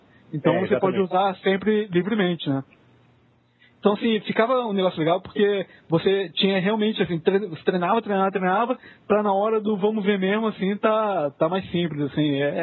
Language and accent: Portuguese; Rio de Janeiro, Brazil; Sou do Rio.